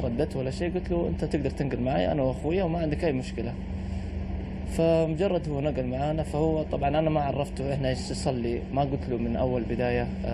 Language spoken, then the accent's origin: Arabic; Bulgaria; now in United Kingdom; From Bulgaria, yeah.